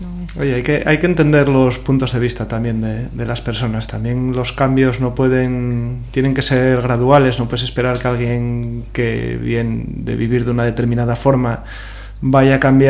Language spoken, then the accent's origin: Spanish; Prendes, Asturias, Spain; Yo me crié aquí al lado, en Prendes.